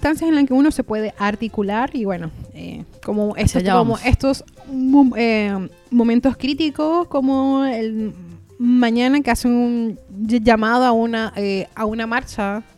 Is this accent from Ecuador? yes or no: no; Venezuela; no es ni decir que soy venezolana ni nada, sino migrante, fin.